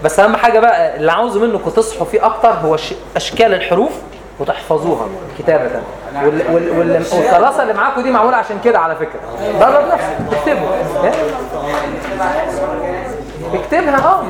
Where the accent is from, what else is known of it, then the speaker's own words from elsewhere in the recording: Upper Egypt, Egypt; احنا عندنا في الصعيد